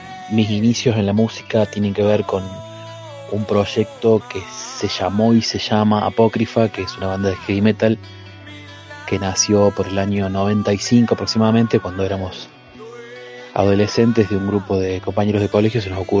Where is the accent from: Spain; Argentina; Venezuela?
Argentina; Villa Giardino, Córdoba; now in Santa María de Punilla, Argentina; soy oriundo de Villa Giardino, ahora radicado en Santa María de Punilla, la provincia de Córdoba.